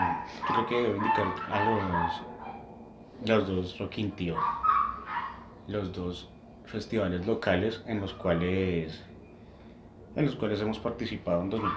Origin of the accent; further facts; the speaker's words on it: Colombia; Como colombianos, la salsa, el merengue, el vallenato, el propo, tú sabes.